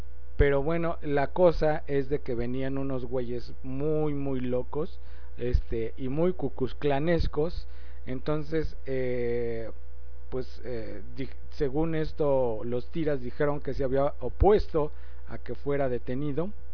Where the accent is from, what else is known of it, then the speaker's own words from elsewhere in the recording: Mexico; pero creo que bueno, pues si somos mexicanos, todo el mundo está igual, no manchen.